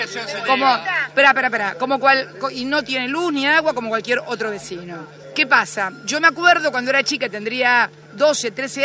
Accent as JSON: {"language": "Spanish", "town": "Tolosa", "region": "Buenos Aires Province", "country": "Argentina", "tie": "born or raised there", "said": "Mirá, yo soy vecina de Tolosa, de muy chica."}